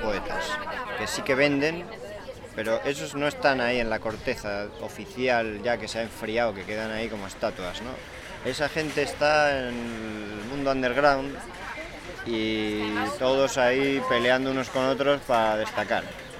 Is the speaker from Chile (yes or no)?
no; Asturias, Spain; moved away; cuando vives en Asturias, que yo soy de Asturias, y viví en Asturias hasta hace 10 años